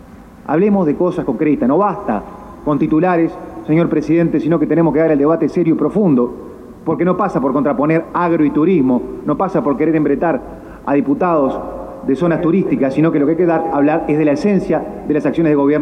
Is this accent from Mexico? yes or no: no; Maldonado, Uruguay; Somos de Maldonado